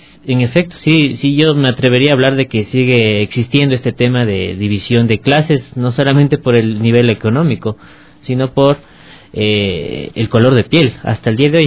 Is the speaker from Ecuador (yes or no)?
yes; Ecuador; estamos como ecuatorianos cambiando esta visión.